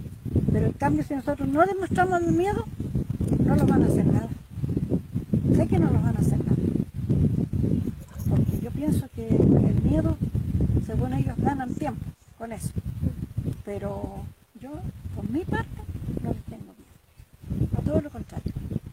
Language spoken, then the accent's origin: Spanish; Tranquil, Los Ríos, Chile; soy de aquí de Tranquil.